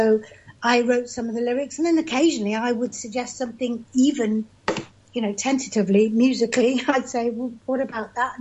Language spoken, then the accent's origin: English; England, United Kingdom; Because he's American and I'm English.